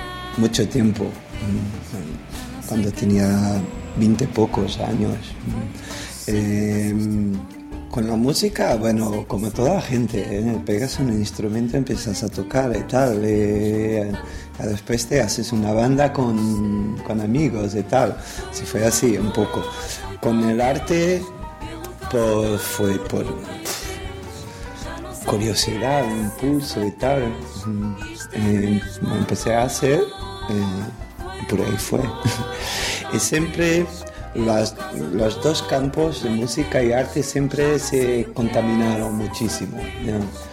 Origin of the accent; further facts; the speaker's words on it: Lisbon, Portugal; Spanish is a second language; soy de Lisboa, tengo 48 años